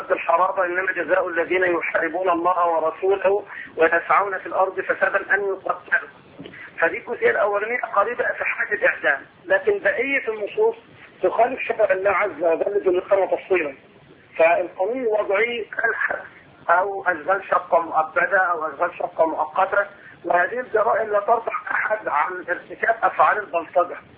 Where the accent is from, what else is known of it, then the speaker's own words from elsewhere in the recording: Egypt; يعني زي ما نقول احنا تعبيرنا كمصريين ماشي جنب الخير